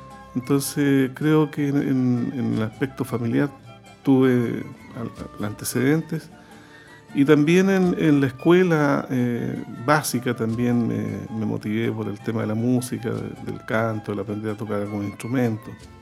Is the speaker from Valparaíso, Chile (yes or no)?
no; Concepción, Biobío, Chile; Yo soy penquista de tomo y lomo. esto pasó en la parroquia de mi barrio, en Pedro del Río, Sañartu, en Concepción.